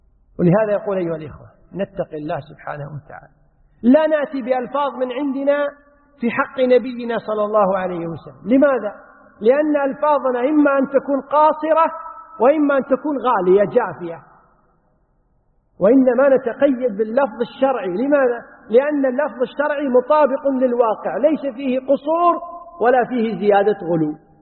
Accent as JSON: {"language": "Arabic", "country": "Kuwait", "said": "عندنا في الكويت يقولون للرجل الكبير المسؤول السيد فلان"}